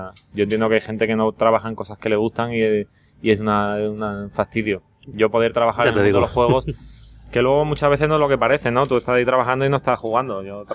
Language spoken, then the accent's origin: Spanish; Oviedo, Asturias, Spain; now in Seville, Spain; Yo soy de Oviedo.